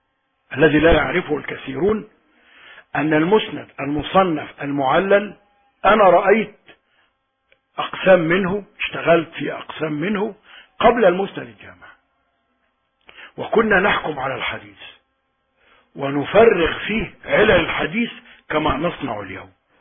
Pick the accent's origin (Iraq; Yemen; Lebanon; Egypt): Iraq; moved away as an adult; نحن خرجنا من العراق بسبب الحرب،